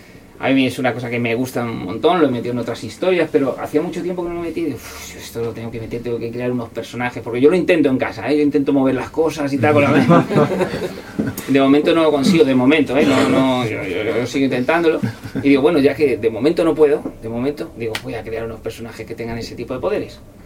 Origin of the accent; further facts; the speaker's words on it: Toledo, Castilla-La Mancha, Spain; Y además yo soy de Toledo, como sabéis